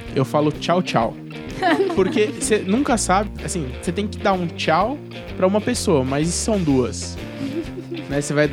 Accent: São Paulo, Brazil; born there; also born or lived in Goiás / Salvador; eu nasci em São Paulo, morei muitos anos em Goiás. E nesses dois lugares que eu morei, é um beijinho só. Aí eu fui pra Salvador

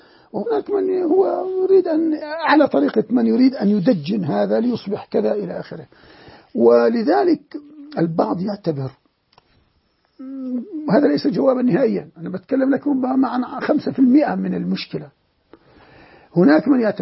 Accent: Jordan; عندنا في الأردن، لا نريد أن نذهب بعيدا هنا وهنا وهنا

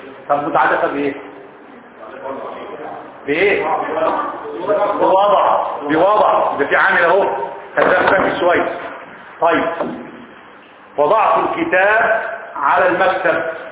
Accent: Egypt; بيقولوها المصريين صح ما انا منهم انا مصري برضه ولا ايه

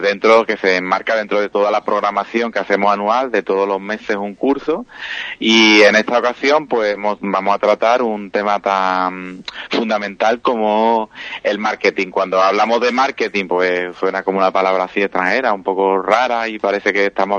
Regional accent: Villamartín, Andalusia, Spain; ahora termina también la feria de Villamartín, que yo soy de Villamartín

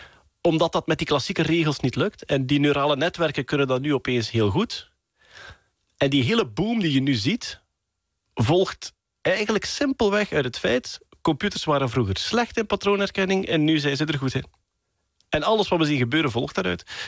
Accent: Flanders, Belgium; Als Vlaming die recht van onder de kerktoren komt.

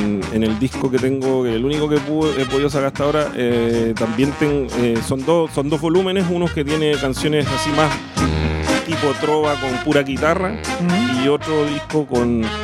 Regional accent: Viña del Mar, Valparaíso, Chile; also born or lived in Concepción; allá crecí. Tuve un tiempito viviendo en Conce cuando era chiquito, que no acuerdo casi nada. Pero de allá soy, allá me crié, nací en Viña. Pero bueno, soy de todo este territorio.

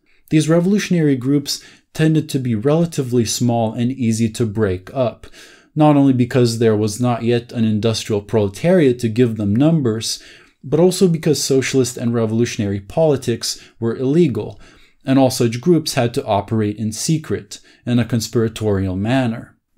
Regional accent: Lithuania; Being Lithuanian myself, I wanted to learn more about the history of the socialist left in my home country

